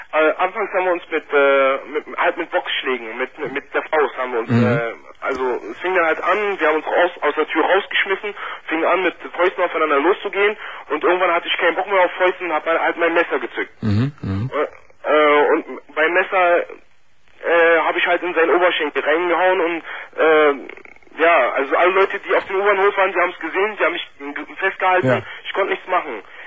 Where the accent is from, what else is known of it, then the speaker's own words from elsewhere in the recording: Berlin, Germany; Ja, ich komme aus Berlin.